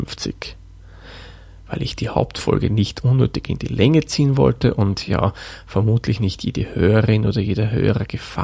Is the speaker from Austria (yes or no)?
yes; Lower Austria, Austria; denn ich bin ja ein gebürtiger Waldviertler.